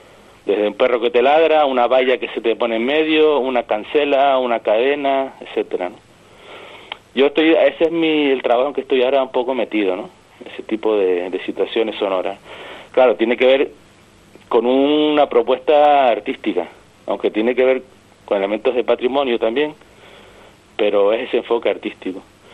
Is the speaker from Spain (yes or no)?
yes; Las Palmas, Canary Islands, Spain; como soy natural de Las Palmas, me acerco a los sonidos desde otra perspectiva